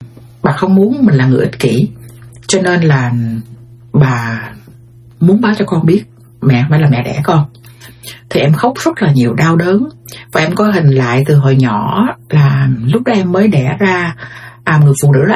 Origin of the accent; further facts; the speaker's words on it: United States; Thì rồi đi sang đây thì em lớn lên ở Mỹ, năm đó em đi là em nhớ là em khoảng 6-7 tuổi gì đó.